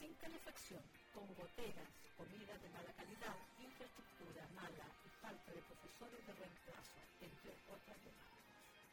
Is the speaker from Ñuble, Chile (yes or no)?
yes; Coelemu, Ñuble, Chile; Yo nací en Coelemo. Y en mis primeros, hasta sexto año, yo estudié en Coelemo.